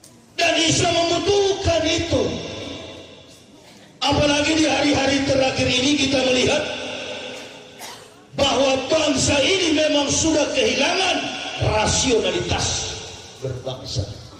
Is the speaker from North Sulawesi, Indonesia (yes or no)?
yes; Manado, North Sulawesi, Indonesia; Saya ini orang Manado.